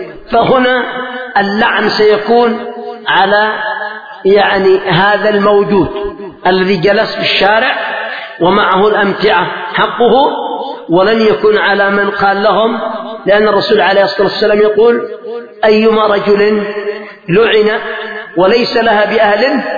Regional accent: Yemen; فمثلا لما حصل قبل مدة ثورة عندنا في اليمن

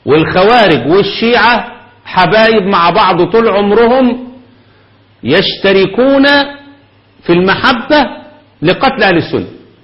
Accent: Egypt; الأمور الفكرية عندنا في مصر محتاجة شغل

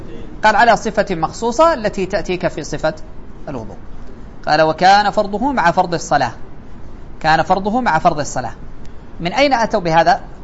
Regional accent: Saudi Arabia; يعني على أنتم عندنا في السعودية هكذا

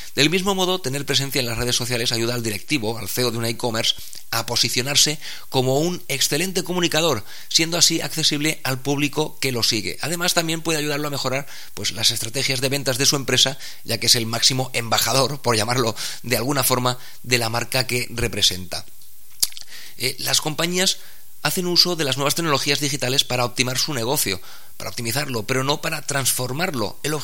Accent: Spain; Los más reacios a gastar en Internet pues somos los españoles

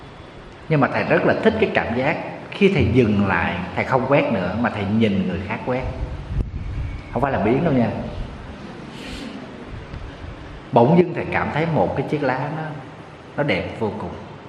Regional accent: Southern Vietnam, Vietnam; Ở miền Nam thì mình thì lá rụng 2 lần. Quê em hay mùa mưa nắng thì lá từ nó rụng 2 lần.

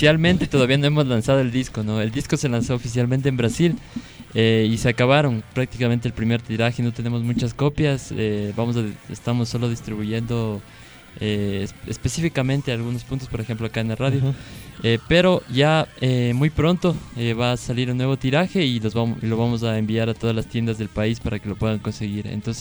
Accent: Conocoto, Pichincha, Ecuador; Claro, 3 conocoteños y uno de Nayón.

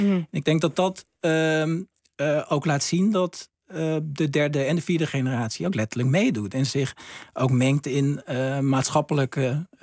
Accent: Vaassen, Gelderland, Netherlands; In Vaassen, waar ik vandaan kom, was er een hulpverleningsinstantie wat zich richtte op werkloosheid, drugsverslaving.

